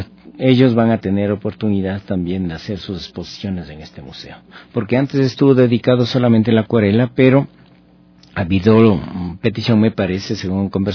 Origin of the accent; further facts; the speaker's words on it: Pintag, Pichincha, Ecuador; Te diré que incluso de mi pueblo estuvieron aproximadamente unas 80 personas, que para mí eso es maravilloso, ¿no? Que vengan desde Pintaj a visitar la muestra de un pinteño.